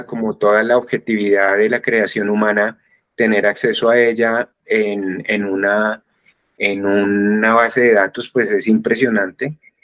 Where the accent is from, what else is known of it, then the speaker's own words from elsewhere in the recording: Colombia; por qué somos como somos los colombianos